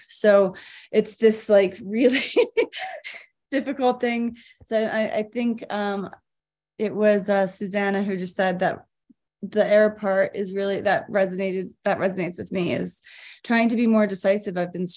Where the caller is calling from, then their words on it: Boulder, Colorado, United States; I'm calling from Boulder, Colorado.